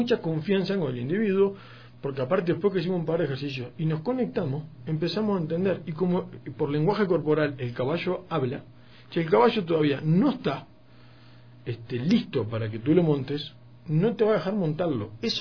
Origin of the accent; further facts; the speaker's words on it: Uruguay; yo como uruguayo tomo mate